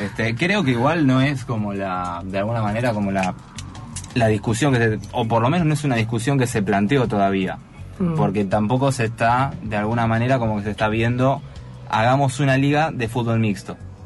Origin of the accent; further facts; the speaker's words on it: Argentina; por lo dementes que somos todos los argentinos con el fútbol